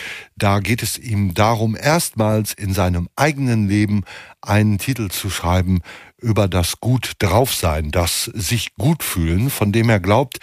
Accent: Hamm, North Rhine-Westphalia, Germany; verkaufte irgendwelche Schriften, die in meiner Heimatstadt Hamm aber nicht so sonderlich zahlreich verkauft werden konnten

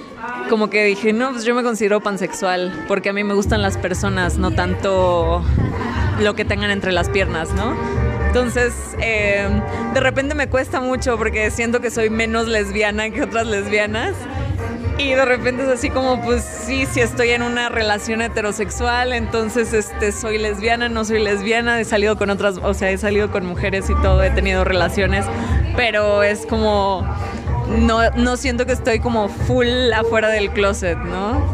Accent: Ciudad Valles, San Luis Potosí, Mexico; soy de la Huasteca Potosina, orgullosamente vallense. Creo que la bandita de mi pueblo es súper chismosa.

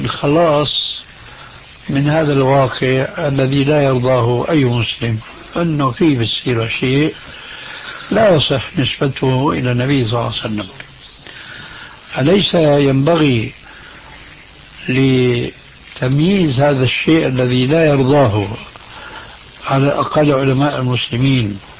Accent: Syria; عندنا في سوريا

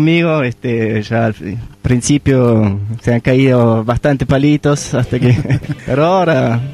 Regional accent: Germany; Spanish is a second language; moved away as an adult; now in Tucumán, Argentina; hace 3 años estoy viviendo acá en Tucumán. Soy nacido alemán y bueno, me casé con una tucumana. Hemos vivido 9 años allá

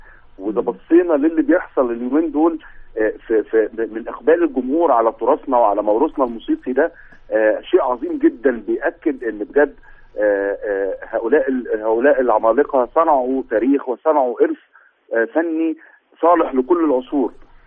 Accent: Egypt; قمم الهرم الغنائي عندنا في مصر

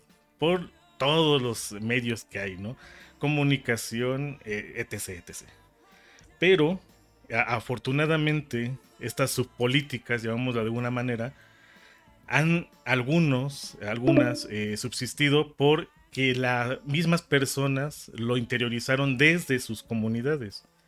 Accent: Mexico; Y en México, aunque nos dicen que todos decimos que somos mexicanos, la verdad es de que hay una gran diversidad

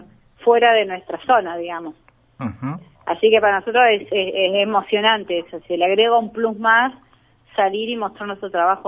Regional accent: Argentina; la situación que vivimos como argentinos nos supera

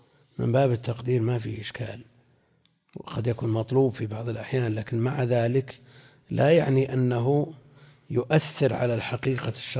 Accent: Najd, Saudi Arabia; عندنا في نجد

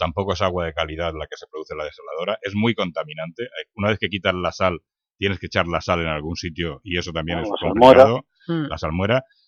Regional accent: Ciudad Real, Castilla-La Mancha, Spain; Te recuerdo que yo soy de Ciudad Real y yo estoy acostumbrado a ver los campos de Castilla llenos de trigo, hasta el infinito

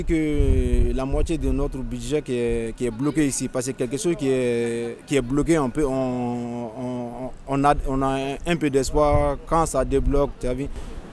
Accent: Mali; Par exemple, moi je suis malien, quand je pars au Gabon pour acheter quelque chose ou pour vendre quelque chose

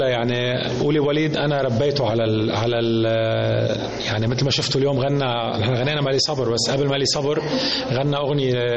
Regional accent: Lebanon; مصر إلى معزة كتير كبيرة بقلبنا نحن كلبنانية بشكل خاص

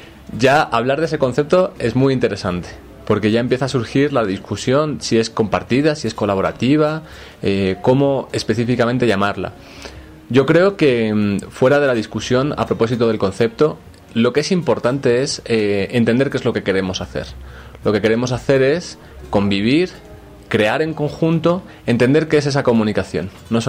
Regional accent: Spain; Yo, por ejemplo, siendo español de origen, pero soy latino

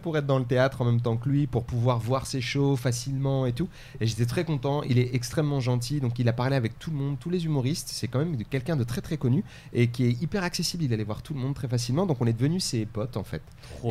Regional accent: France; comment les gens voient aussi un peu la France et moi en tant que français

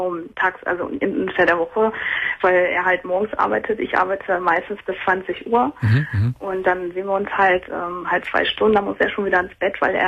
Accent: Wilhelmshaven, Lower Saxony, Germany; Ja, ich bin halt hierher gezogen. Ich komme ursprünglich aus Wilhelmshaven, also ein ganzes Stück weit weg.

